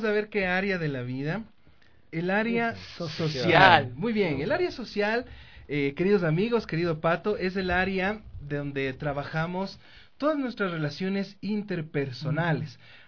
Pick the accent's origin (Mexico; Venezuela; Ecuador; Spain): Ecuador; Quito, Pichincha; Los quiteños sobre todo tenemos muchos diminutivos también, ¿no?